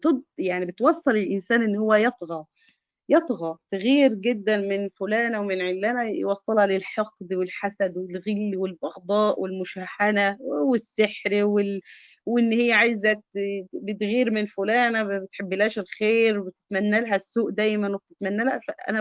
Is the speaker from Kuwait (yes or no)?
no; Egypt; يعني احنا عندنا في مصر هذه الكلمة يعني بتعد من الكلمات يعني معيوبة